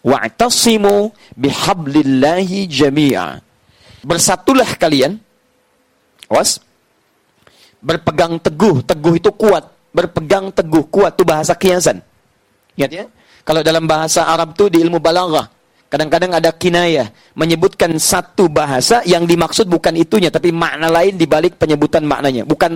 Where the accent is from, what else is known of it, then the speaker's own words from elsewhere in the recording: Indonesia; Kita dari Indonesia ke sini.